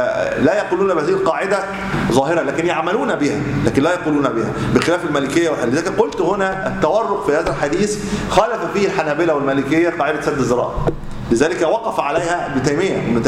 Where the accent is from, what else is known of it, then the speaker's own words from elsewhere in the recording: Egypt; يمكن عندنا في مصر قليله